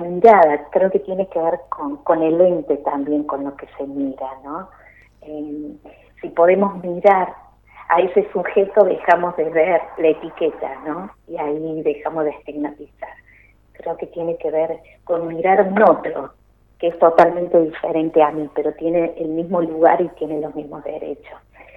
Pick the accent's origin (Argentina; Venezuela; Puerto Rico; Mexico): Argentina; San Pedro, Córdoba; also born or lived in Villa Dolores; Yo nací acá en Villa Dolores. De muy chiquita me fui a vivir a San Pedro, que está ahí a 3 kilómetros de Villa Dolores, más hacia el oeste. Y bueno, hice mi vida acá, mi primario, mi secundario